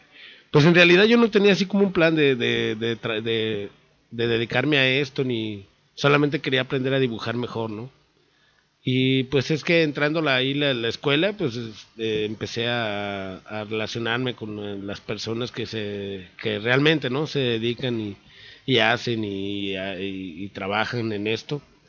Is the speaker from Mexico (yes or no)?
yes; Tlaquepaque, Jalisco, Mexico; nací en Guadalajara, pero me crié en Tlaquepaque, y casi todo me la he pasado por allá